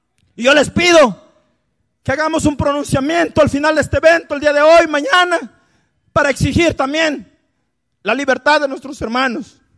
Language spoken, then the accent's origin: Spanish; Guerrero, Mexico; van a saber que venimos de Guerrero